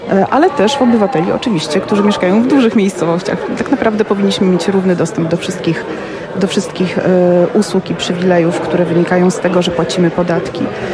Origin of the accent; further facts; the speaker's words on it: Płock, Masovian Voivodeship, Poland; pochodzę z małego miejsca, małej miejscowości w Polsce, pięknej, Płocka.